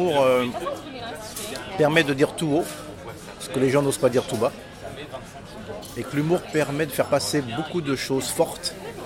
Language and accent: French; Paris, Île-de-France, France; born there; Je suis né à Paris, mais les gens ne le savent pas.